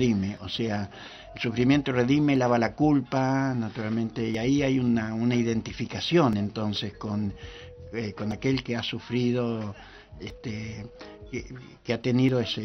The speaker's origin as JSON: {"language": "Spanish", "country": "Argentina", "said": "Incluso colectivamente nosotros podemos ver cómo nos unimos nosotros como argentinos con el himno nacional o con la bandera"}